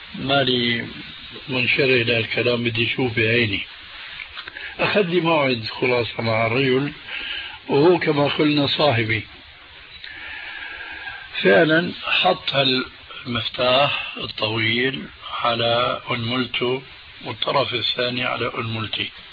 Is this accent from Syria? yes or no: yes; Damascus, Damascus Governorate, Syria; هذه كانت تستعمل عندنا في دمشق،